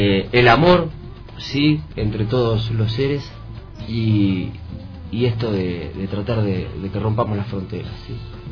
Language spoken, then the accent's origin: Spanish; La Pampa, Argentina; La Pampa es prácticamente nuestra madre, ¿no? Somos de ese lugar